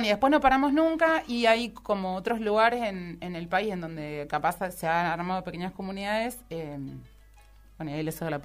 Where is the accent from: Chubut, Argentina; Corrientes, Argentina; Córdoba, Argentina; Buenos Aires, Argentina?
Buenos Aires, Argentina; Yo soy de Buenos Aires